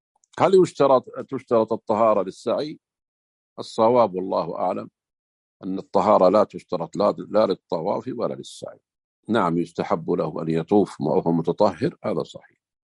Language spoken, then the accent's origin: Arabic; Saudi Arabia; احنا في بعض الجهات عندنا في السعودية هنا